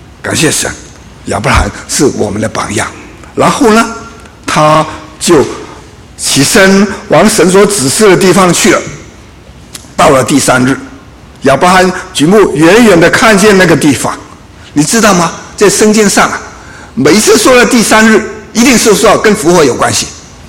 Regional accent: Guangdong, China; 我们广东人呢、啊，就会有一句话说

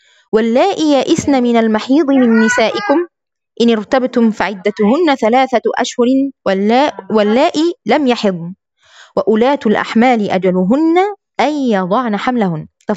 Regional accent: Egypt; وعندنا في مصر كده في نساء كده

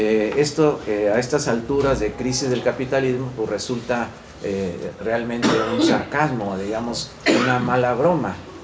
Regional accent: Mexico; Yo soy de México, repito … también vine para el Congreso de Alaste

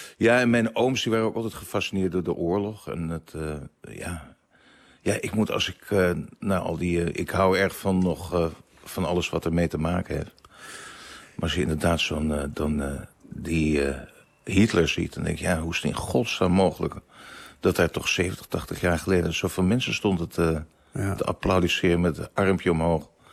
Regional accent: Amsterdam, North Holland, Netherlands; ik kom uit Amsterdam-Zuid en het was natuurlijk, maar dat was voor mij een.

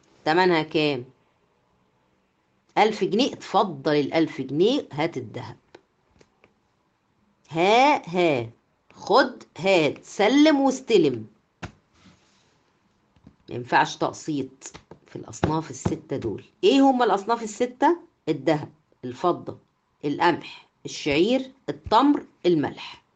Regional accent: Egypt; طبعا دي يعني يمكن مش منتشرة عندنا في مصر

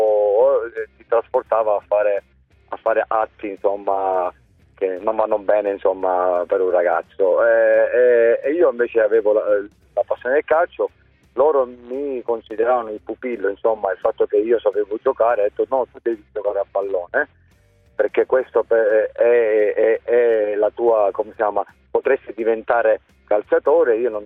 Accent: Palermo, Sicily, Italy; essendo anche siciliano e palermitano, ovunque andavo la prima cosa che dicevano: mafioso.

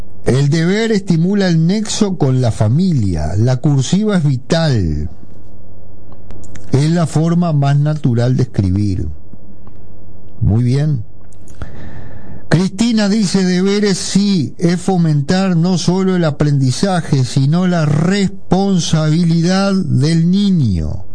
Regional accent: Paysandú, Uruguay; Yo era sanducero y Luis era montevideano

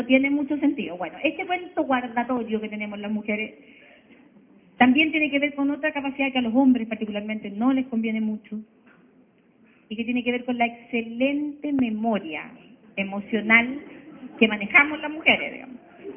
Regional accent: Chile; como chileno que teníamos que sacar la losa guardada

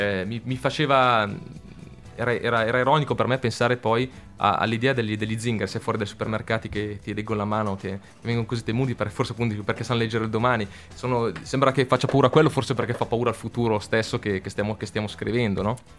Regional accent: Casatenovo, Lombardy, Italy; Qua in Italia, soltanto a Casatenovo, che era il mio paese, ci sono 5 supermercati.

